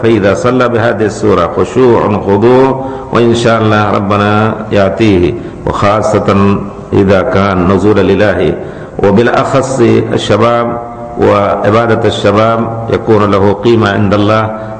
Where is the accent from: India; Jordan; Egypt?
India; Arabic is a second language; لكن أنا بتجربتي وأنا هندي